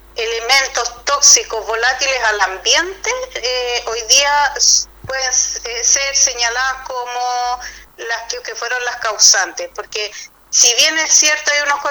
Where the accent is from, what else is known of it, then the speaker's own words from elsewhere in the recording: Puchuncaví, Valparaíso, Chile; corregir que yo soy de Puchuncaví